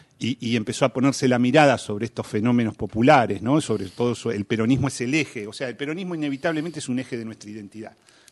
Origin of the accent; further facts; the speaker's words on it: Argentina; Argentina parece que no calificar como país latinoamericano desde el punto de vista de la cultura, sí. ¿No? Nosotros parece que somos casi europeos